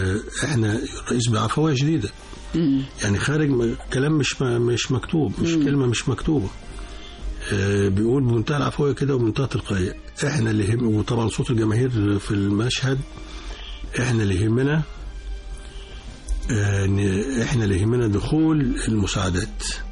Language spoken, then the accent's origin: Arabic; Egypt; مش عشان أنا مصري ولا حاجة